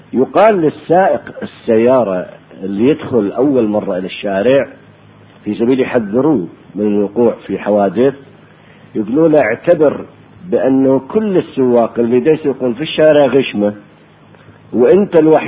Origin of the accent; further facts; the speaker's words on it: Iraq; accent: Iraqi; للبتلو بلهجتنا احنا العراقية ما يسموه شيناج